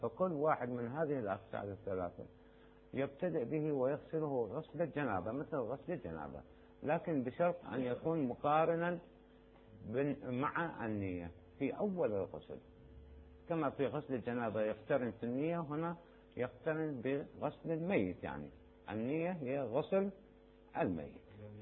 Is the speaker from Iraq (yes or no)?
yes; Najaf, Najaf Governorate, Iraq; مما يسموه هناك عندنا بالنجف يسموه بير عليوي